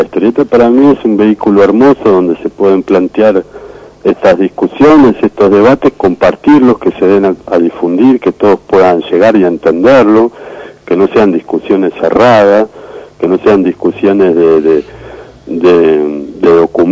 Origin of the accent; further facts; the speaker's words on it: Argentina; nosotros como argentinos podamos derribar las barreras fronterizas